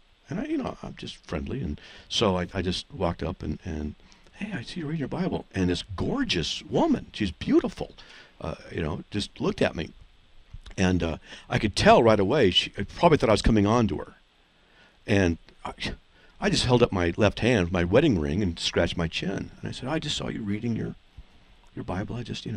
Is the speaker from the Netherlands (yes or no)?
no; California, United States; moved away; What do I know? I'm from Southern California. Moved here 8 years ago.